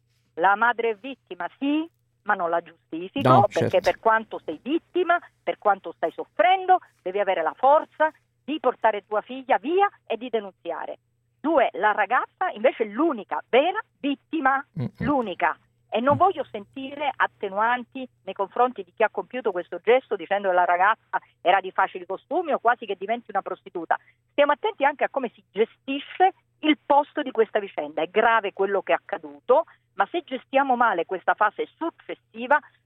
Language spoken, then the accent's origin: Italian; Palermo, Sicily, Italy; sono nata a Palermo, ho vissuto 30 anni a Palermo, quindi lo dico da persona del Sud.